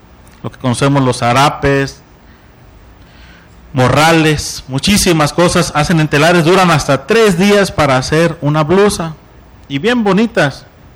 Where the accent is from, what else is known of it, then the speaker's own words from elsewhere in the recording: Sonora, Mexico; now in Oaxaca, Mexico; Yo vengo del estado de Sonora. Yo estoy de misión en Oaxaca y es una cultura diferente que me he tenido que adaptar